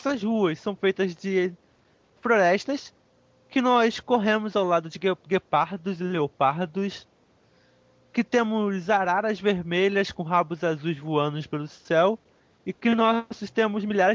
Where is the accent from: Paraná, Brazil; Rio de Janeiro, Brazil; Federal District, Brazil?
Rio de Janeiro, Brazil; Nova Iguaçu; Eu sou carioca. Sabe, o carioca é uma palavra de tupi. O nome da minha cidade é uma palavra em tupi. Uhum. Nova Iguaçu.